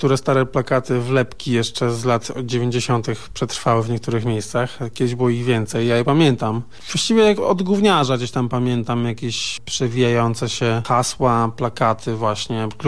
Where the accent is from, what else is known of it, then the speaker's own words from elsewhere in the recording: Gdańsk, Pomeranian Voivodeship, Poland; Ja jestem z Gdańska